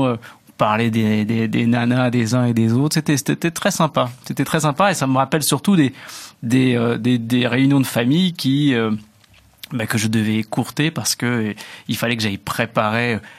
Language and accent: French; Hauts-de-France, France; À Roubaix, dans le Nord, puisque je viens du Nord.